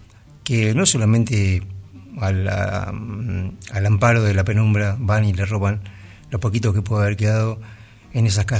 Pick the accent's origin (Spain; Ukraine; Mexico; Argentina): Argentina; Bahía Blanca, Buenos Aires Province; la ciudad de Bahía Blanca, aquí cerquita. Ciudad donde yo nací, ciudad donde me crié.